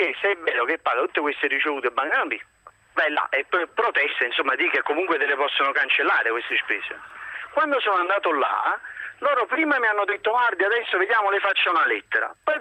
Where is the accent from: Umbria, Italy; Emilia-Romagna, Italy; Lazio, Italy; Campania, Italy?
Campania, Italy; Naples; appunto sono di Napoli